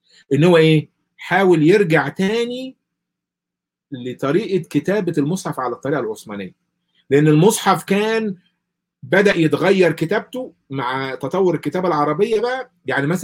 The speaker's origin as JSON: {"language": "Arabic", "country": "Egypt", "said": "إحنا ما إحنا بنتكلم اللهجة اللي أنا بقولها ديت اللهجة المصرية."}